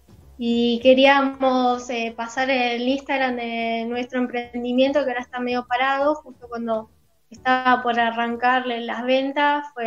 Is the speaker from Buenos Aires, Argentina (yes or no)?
yes; Buenos Aires, Argentina; moved away; Soy de Buenos Aires y hace 5 años vivo acá.